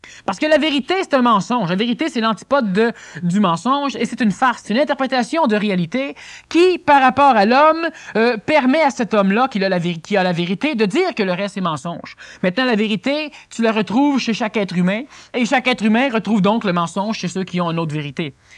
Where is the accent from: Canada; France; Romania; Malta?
Canada; Quebec; Et ce n'est pas parce que je suis Québécois que je le dis.